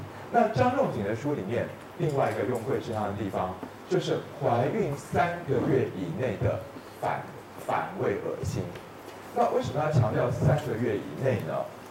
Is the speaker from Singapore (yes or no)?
no; China; 我们中国人说右半身比较是气分，左半身比较是血分